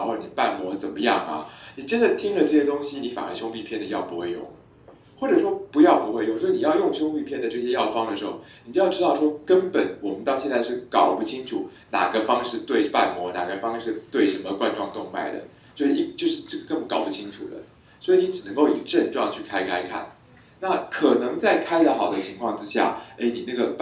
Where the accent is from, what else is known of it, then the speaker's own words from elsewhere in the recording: Taiwan; 我们台湾人觉得很烈的是高粱酒